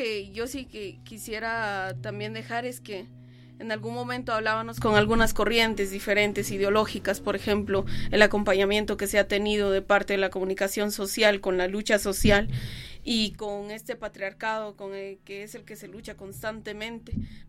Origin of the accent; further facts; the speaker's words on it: Sololá, Guatemala; soy originaria de Cachiquel, del área del lago de Atitlán, uno de los lagos más maravillosos del mundo.